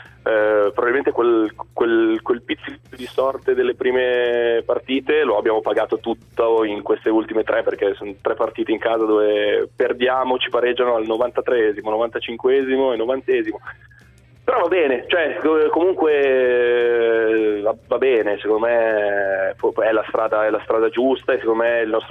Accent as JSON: {"language": "Italian", "town": "Tortona", "region": "Piedmont", "country": "Italy", "tie": "born or raised there", "said": "Io per esempio sono di Tortona, ho giocato nel Dertona"}